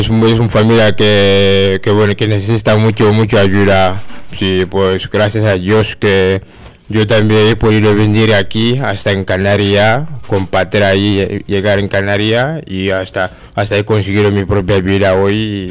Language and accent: Spanish; Senegal; moved away as an adult; now in Manresa, Spain; De Senegal.